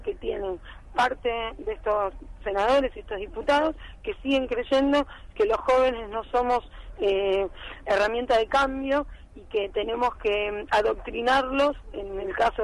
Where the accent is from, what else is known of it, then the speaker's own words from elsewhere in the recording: Argentina; Yo creo que somos muchos los argentinos que construimos